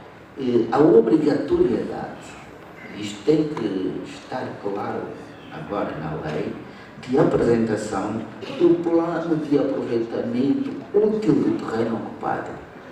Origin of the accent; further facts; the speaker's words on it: Luanda, Angola; born there; só para dar o exemplo de Luanda, não sei até, pelo menos até 2 meses, o município onde nasci e não tinha sequer um engenheiro